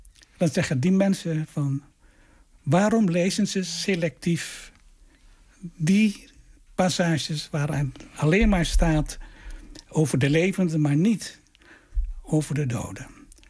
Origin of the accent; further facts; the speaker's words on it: Wasu'u, Maluku, Indonesia; also born or lived in Apeldoorn; En toen zei ik kom uit het dorp Wasu'u. Dat is gelegen op het eiland Haruku.